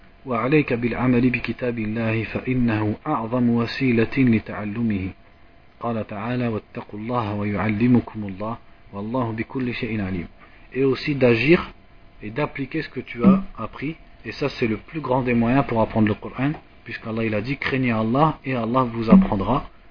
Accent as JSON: {"language": "French", "country": "France", "said": "comme nous on est de France, on est des fainéants, ça veut dire on n'est pas des Indiens ou des Yéménites."}